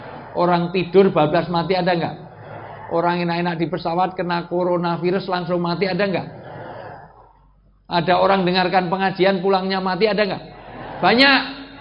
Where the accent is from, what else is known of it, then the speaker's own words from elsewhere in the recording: Java, Indonesia; mohon maaf saya asli orang Jawa. Dalam tradisi Jawa, orang tua disebut sepuh.